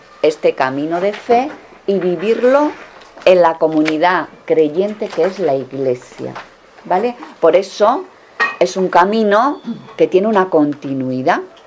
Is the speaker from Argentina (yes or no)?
no; Navarre, Spain; accent: Granadino; now in Granada, Spain; soy religiosa dominica. Soy de Navarra. Así que desde allí de Navarra me crucé el mapa y, bueno, llevo en Granada mucho tiempo, por eso el acento granadino que tengo.